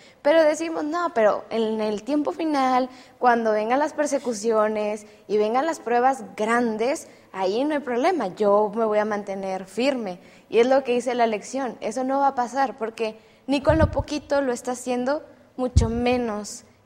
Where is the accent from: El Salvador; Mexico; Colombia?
Mexico; Montemorelos, Nuevo León; Soy de aquí de Montemorelos y estudio la carrera de Comunicación y Medios.